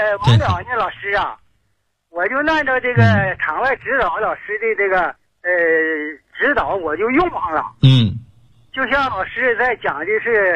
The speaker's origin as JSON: {"language": "Chinese", "town": "Zhaodong", "region": "Heilongjiang", "country": "China", "said": "我是来自黑龙江省肇东市的"}